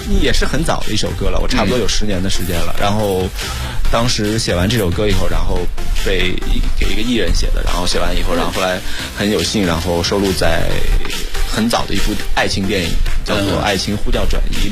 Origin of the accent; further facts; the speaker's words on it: southern China, China; 因为我是一个南方人嘛，我当时就是让我们那边的人，他可能发音不是很标准